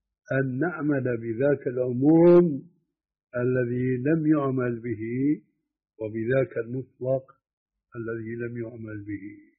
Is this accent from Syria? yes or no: yes; Syria; قد مثلا لما كان يقوم الخلاف عندنا في سوريا بين أئمة المساجد المؤذنين